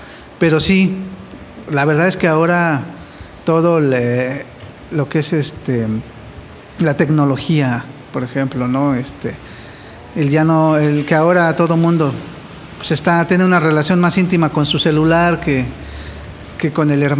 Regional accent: Los Reyes La Paz, State of Mexico, Mexico; Desde hace 25 estoy ya viviendo aquí. Yo soy originario de Los Reyes, La Paz, Estado de México.

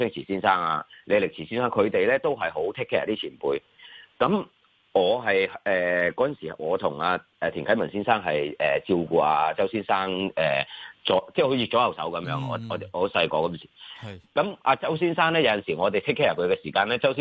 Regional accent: China; 我哋中国人传统就系百行孝为先

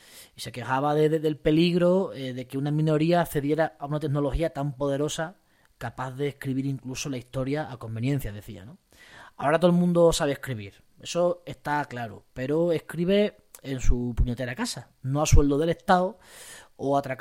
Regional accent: Extremadura, Spain; en las jotas de mi tierra, de la Siberia extremeña, hay un par de ellas bastante bonitas

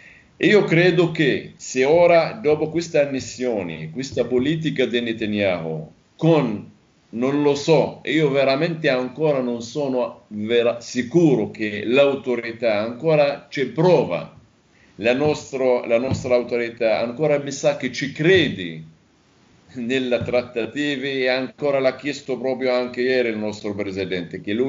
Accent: Palestine; io vivo e vengo dalla Palestina, tutta la mia famiglia vive in Palestina, a Nablus.

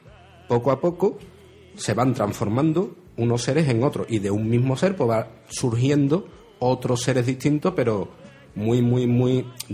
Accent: Andalusia, Spain; Somos andaluces y nos cuesta un huevaco decir

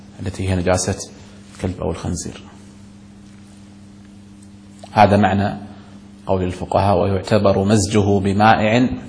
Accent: Kuwait; نسمع في الكلام الدارج عندنا في الكويت

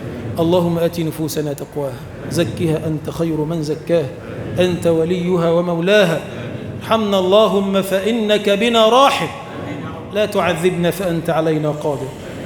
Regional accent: Egypt; اللهم اجعل بلدنا مصر بلدا آمنا مطمئنا

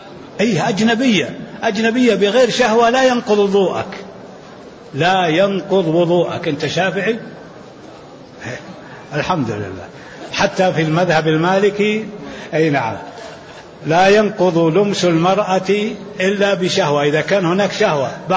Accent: Jeddah, Makkah Province, Saudi Arabia; أنا من أهل جدة

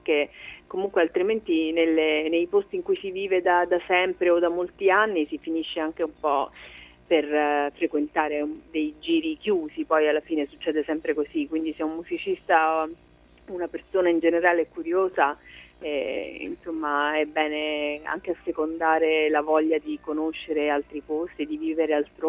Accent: Apulia, Italy; in un momento magari in cui così dalle mie parti nel Salento non c'era la possibilità di vivere la musica in maniera molto quotidiana

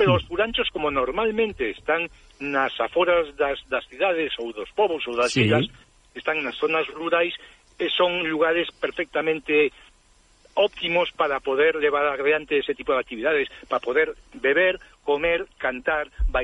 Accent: Vigo, Galicia, Spain; somos de Vigo, Somos de frente a la península de Morrazo.

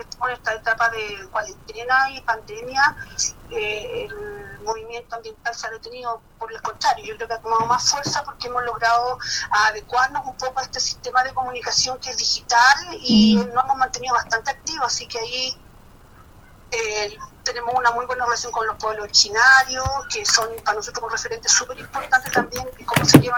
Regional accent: San Antonio, Valparaíso, Chile; lo que somos de San Antonio, lo que, como dice uno, nació y vivió acá, nunca hemos dejado de visitar ese lugar

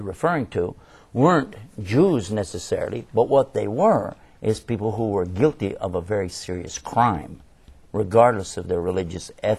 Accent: Texas, United States; But I have to correct you, I'm from Texas.

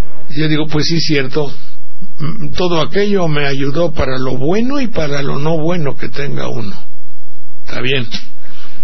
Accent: Banderilla, Veracruz, Mexico; Luego, mi pueblo de Banderilla. Todo eso forma aquí las gentes de mi pueblo, cómo me arroparon, me despreciaron o no, me hicieron y todo

